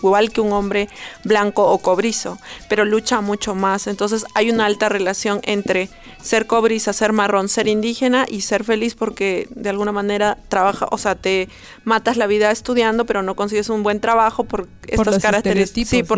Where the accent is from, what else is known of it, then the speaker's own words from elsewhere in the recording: Cusco, Peru; born there; yo soy andina descendiente. O sea, no nací en un pueblo, pero sí nací en Cusco, que es una provincia de Perú. Y mi abuela sí era indígena y hablaba el idioma de quechua, pero yo no llegué a hablar